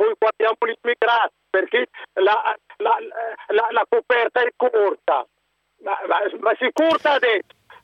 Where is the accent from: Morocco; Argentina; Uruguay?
Morocco; Italian is a second language; now in Italy; Io sono del Marocco.